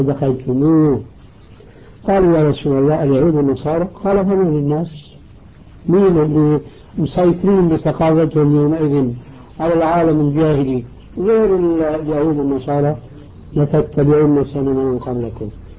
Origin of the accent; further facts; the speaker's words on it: Damascus, Damascus Governorate, Syria; وبعض المشايخ عندنا في دمشق الشام